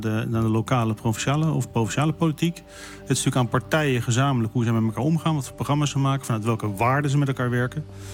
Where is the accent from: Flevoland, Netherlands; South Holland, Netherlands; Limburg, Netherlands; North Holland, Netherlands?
Flevoland, Netherlands; Lelystad; born there; Ik ben geboren in de Zuid-Kennemerpolders.